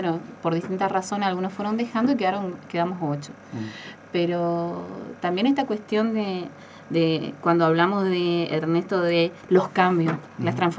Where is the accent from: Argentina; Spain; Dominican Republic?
Argentina; Candelaria; viven muchas personas en Candelaria, en qué condiciones precarias viven en mi pueblo